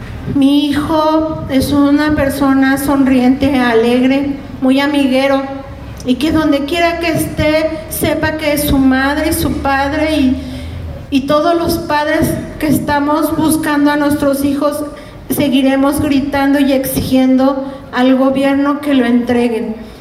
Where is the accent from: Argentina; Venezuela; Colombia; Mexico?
Mexico; Huamantla, Tlaxcala; somos originarios de Huamantla, Tlaxcala